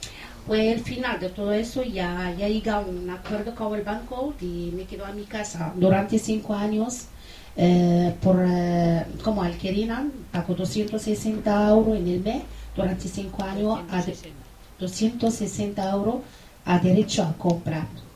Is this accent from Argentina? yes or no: no; Morocco; soy marroquí